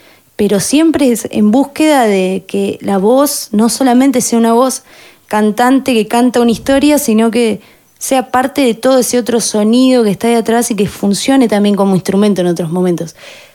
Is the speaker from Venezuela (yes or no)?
no; Azul, Buenos Aires Province, Argentina; moved away as an adult; now in La Plata, Argentina; yo soy de Azul, vine después de terminar la escuela, unos años después, dos años más o menos después